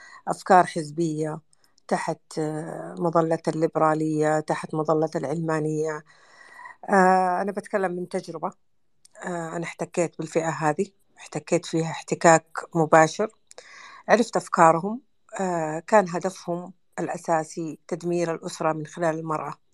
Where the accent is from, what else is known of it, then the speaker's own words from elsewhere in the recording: Saudi Arabia; وإحنا كمجتمعات خليجية وسعودية قبائل